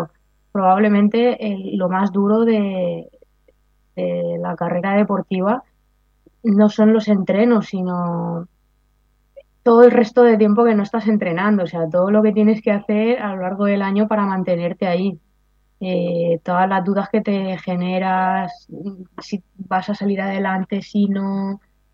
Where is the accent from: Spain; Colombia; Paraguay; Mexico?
Spain; en apnea estática sí que soy la española que más tiempo aguanta la respiración